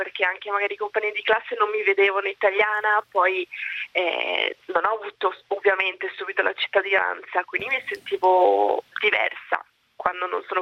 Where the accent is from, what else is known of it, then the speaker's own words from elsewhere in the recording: Padua, Veneto, Italy; io sono nata e cresciuta a Padova e mi considero italiana al 100%